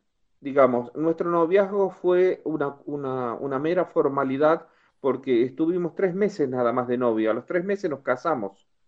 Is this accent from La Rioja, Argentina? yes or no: yes; La Rioja, Argentina; moved away as an adult; Cuando yo salí de La Rioja pensaba, no sé, hacer un montón de plata, perdónenme que sea tan brusco en la figura, pero pensaba ganar un montón de plata e irme a La Rioja a disfrutar de mi jubilación.